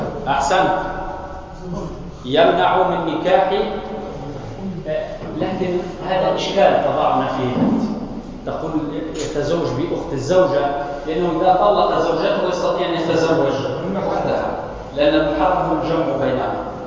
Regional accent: Tunisia; إنه عندنا في تونس مثلا هناك بعض الناس يطلقون نساء لسنا زوجات لهن

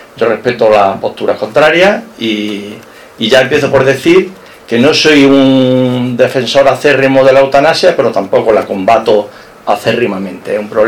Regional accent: Jaén, Andalusia, Spain; now in Málaga, Spain; Y soy jienense, pero yo me siento, y así algún amigo me lo dijo, soy un malagueño de Jaén. Ya son muchos años los que llevamos aquí, hijas que han nacido aquí, nietos que han nacido aquí, y aquí espero terminar mis días en esta maravillosa ciudad

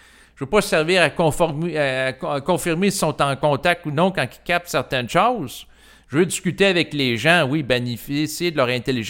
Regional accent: Quebec, Canada; Et en tant que Québécois, j'ai grandi au Québec et j'ai été exposé au langage de pouvoir des Québécois, donc les jurons.

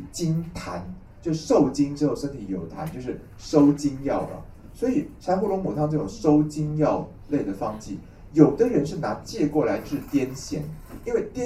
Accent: Taiwan; 那我们台湾人就是胆子小

